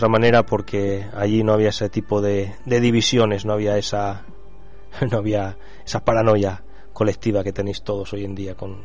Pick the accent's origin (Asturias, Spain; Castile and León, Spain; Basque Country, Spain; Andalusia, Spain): Asturias, Spain; Y somos tan asturianos como vosotros, nos gusta el folclore asturiano, nos gusta nuestra lengua asturiana